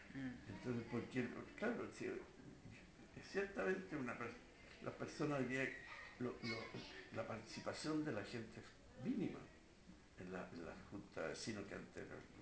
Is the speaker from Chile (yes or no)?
yes; Chile; como los chilenos habíamos cambiado